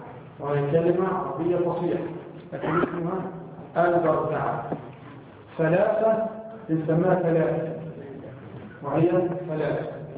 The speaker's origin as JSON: {"language": "Arabic", "country": "Egypt", "said": "مثلا عندنا في مصر نقلب احيانا الضاد الى الراء"}